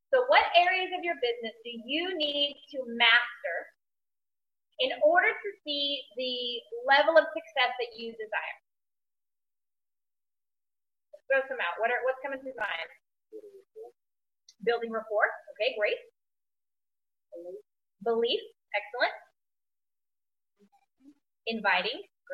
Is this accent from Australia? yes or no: yes; Australia; she heard that I was from Australia